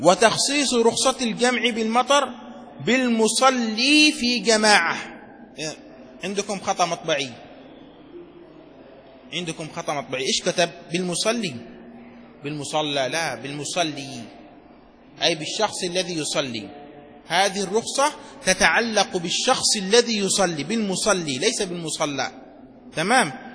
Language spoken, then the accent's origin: Arabic; Yemen; عندنا في اليمن